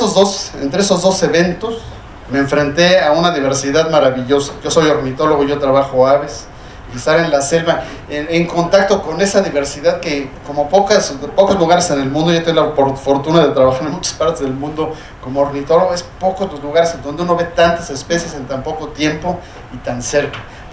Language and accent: Spanish; Mexico City, Mexico; Se me olvida que yo soy chilango y que él vivía ahí, ¿verdad?